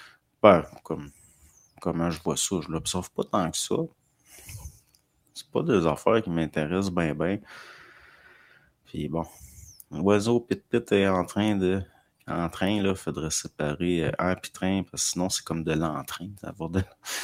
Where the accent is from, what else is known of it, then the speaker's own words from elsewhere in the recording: Dolbeau, Quebec, Canada; Je suis natif de Dolbeau.